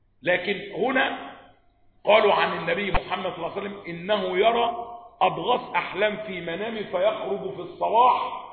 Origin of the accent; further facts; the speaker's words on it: Egypt; والواقعة عندنا في مصر 30 سنة